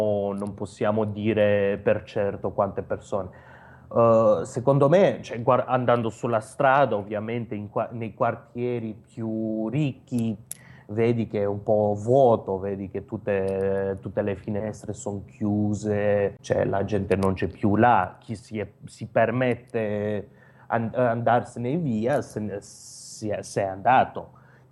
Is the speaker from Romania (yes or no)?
yes; Romania; Italian is a second language; moved away as an adult; now in Italy; quando sono partito dalla Romania, avevo un lavoro abbastanza buono, lavoravo per la Presidenza della Repubblica nel Dipartimento di Educazione.